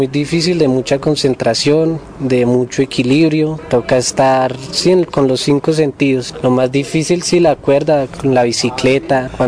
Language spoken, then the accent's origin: Spanish; Bogotá, Colombia; pues yo soy de Bogotá, hay familia de otras partes del país, de otra parte de Colombia.